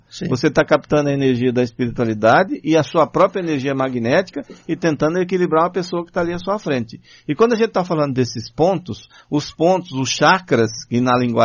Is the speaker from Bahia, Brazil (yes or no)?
yes; Bahia, Brazil; quando o pessoal sabe que eu sou baiano